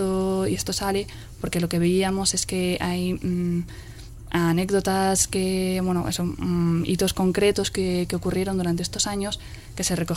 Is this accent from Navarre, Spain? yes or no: yes; Pamplona, Navarre, Spain; Yo como soy de Iruña y es de ahí donde tengo los contactos, es de ahí donde hemos empezado a sacar material.